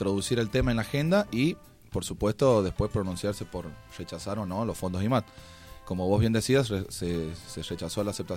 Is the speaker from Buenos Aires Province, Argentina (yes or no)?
no; San Juan, Argentina; yo soy sanjuanino y en San Juan no pasa lo mismo